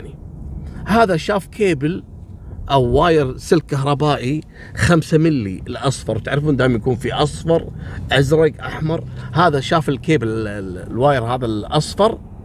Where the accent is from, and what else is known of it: Kuwait